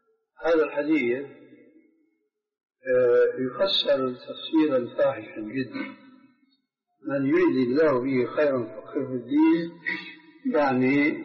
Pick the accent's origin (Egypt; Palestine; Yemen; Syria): Syria; كلنا نحن سوريين